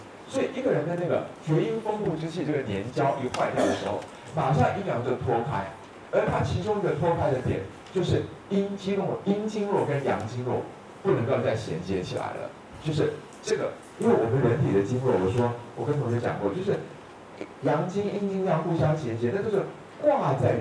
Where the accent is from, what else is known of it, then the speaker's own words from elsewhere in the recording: Taiwan; 我们台湾这边月经痛的阴道感染挂到当归四逆加味汤的非常多